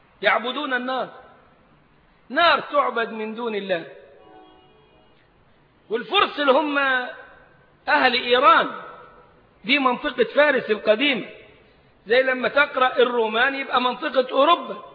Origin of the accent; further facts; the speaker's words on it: Egypt; فإحنا أبناء البلد مش غرباء عليها ولا حاجة، يلبسوا أسود يلبسوا أصفر، البلد بلدنا